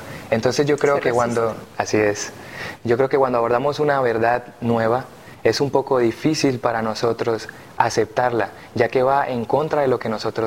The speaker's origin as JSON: {"language": "Spanish", "country": "Colombia", "said": "soy originario de Colombia, tengo 21 años y estudio Teología, segundo año."}